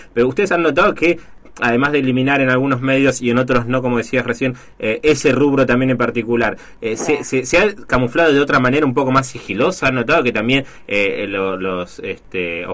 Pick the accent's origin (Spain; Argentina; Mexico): Argentina; Mar del Plata, Buenos Aires Province; llama la atención, en este caso, negativamente para los que somos de Mar del Plata, ¿no?